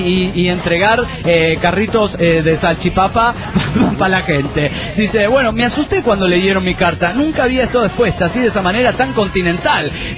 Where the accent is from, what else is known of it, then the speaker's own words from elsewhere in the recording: Buenos Aires, Argentina; soy de Buenos Aires, República Argentina. Tengo 24 años